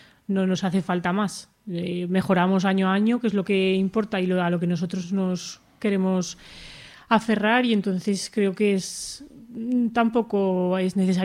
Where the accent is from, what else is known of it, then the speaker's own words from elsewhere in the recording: Alfamén, Aragon, Spain; fuimos a la Virgen de Lagunas, que es un sitio de allí cerca de mi pueblo de Alfamén